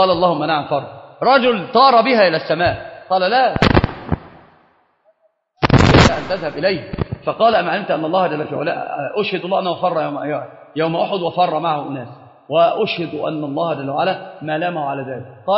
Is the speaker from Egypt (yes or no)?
yes; Upper Egypt, Egypt; فأنا صعيدي، والله صعيدي، أنا صعيدي